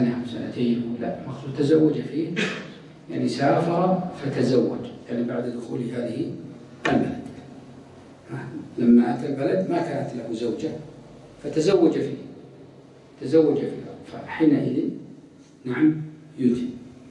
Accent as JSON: {"language": "Arabic", "town": "Ha'il", "region": "Ha'il Province", "country": "Saudi Arabia", "said": "مثلا الآن عندنا في حائل مثلا في أماكن مثل نايلات الذين يخرجون إلى البر"}